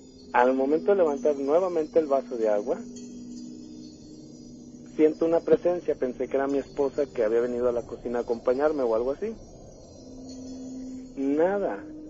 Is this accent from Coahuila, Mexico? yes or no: yes; Saltillo, Coahuila, Mexico; now in Aguascalientes, Mexico; Para todo esto, pues yo no soy de aquí, yo soy de Saltillo.